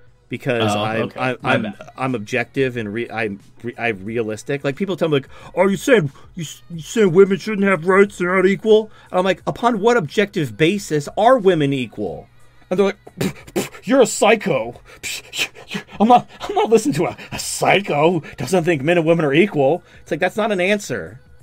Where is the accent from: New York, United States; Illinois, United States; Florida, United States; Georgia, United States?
Georgia, United States; Atlanta; I'm an incel from Atlanta.